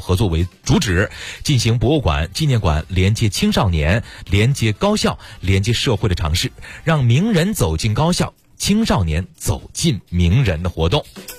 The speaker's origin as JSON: {"language": "Chinese", "town": "Pinggu", "region": "Beijing", "country": "China", "tie": "born or raised there", "said": "说说这庙会吧，说说我们老家的事儿，好不好？北京平谷的啊"}